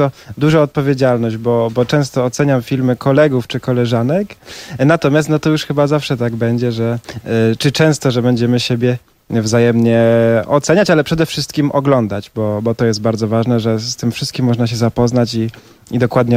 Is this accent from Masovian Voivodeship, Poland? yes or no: no; Gdynia, Pomeranian Voivodeship, Poland; also born or lived in Gdańsk; urodziłem się w Gdańsku, wychowałem się w Gdyni i te wątki trójmiejskie są mi bliskie.